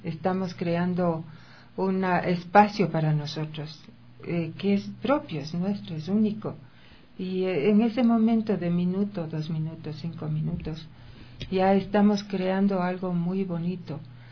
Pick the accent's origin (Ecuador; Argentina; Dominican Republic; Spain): Ecuador; Nosotros como ecuatorianos tenemos muchas virtualidades.